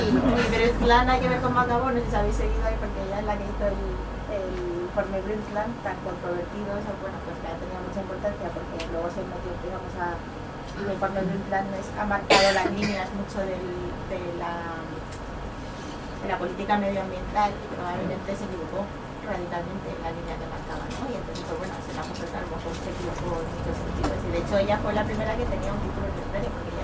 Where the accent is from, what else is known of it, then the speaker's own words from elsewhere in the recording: Castilla-La Mancha, Spain; entre todos los pueblos de Toledo, de donde vengo yo